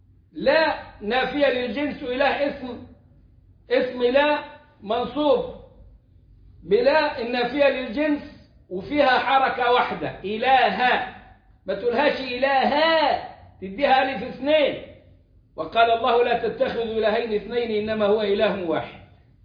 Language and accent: Arabic; Egypt; الكلام ده ما فيهوش شباب التكفير عندنا في مصر